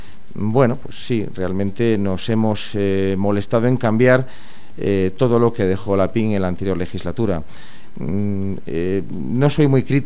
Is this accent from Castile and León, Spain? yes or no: yes; León, Castile and León, Spain; Soy muy tenaz, soy de León, soy cazurro, no lo puedo evitar.